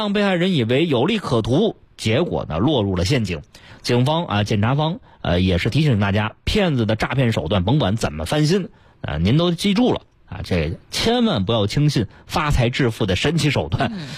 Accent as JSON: {"language": "Chinese", "region": "Beijing", "country": "China"}